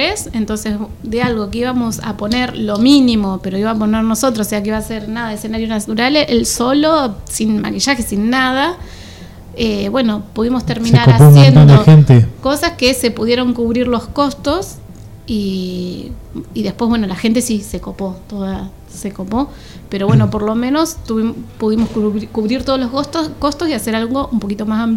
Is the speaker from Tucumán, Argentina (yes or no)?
no; Reconquista, Santa Fe, Argentina; now in Tandil, Argentina; salimos de Tandil con toda la familia, la computadora, los discos, filmamos en Buenos Aires, de ahí seguimos para Reconquista, donde soy yo. Al norte de la provincia de Santa Fe